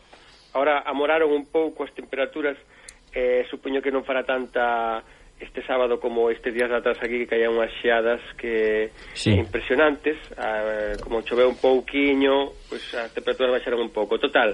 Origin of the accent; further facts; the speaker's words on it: Galicia, Spain; Sabes como somos galegos